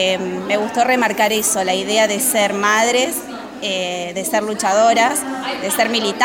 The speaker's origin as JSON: {"language": "Spanish", "town": "Grand Bourg", "region": "Buenos Aires Province", "country": "Argentina", "tie": "born or raised there", "lives_now": "Vicente López, Argentina", "said": "Yo soy de Granbur, viví ahí 29 años de mi vida. Ahora estoy viviendo en Vicente López y me cuesta bastante como ese desarraigo."}